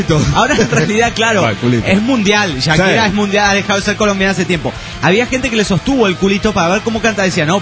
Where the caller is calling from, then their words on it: La Paz, Baja California Sur, Mexico; de La Paz, Baja California.